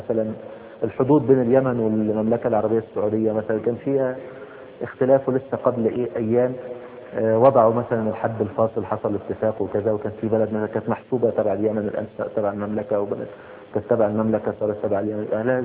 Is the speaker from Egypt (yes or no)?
yes; Egypt; يعني مثلا زي مثلا ايه السلوم مثلا عندنا في مصر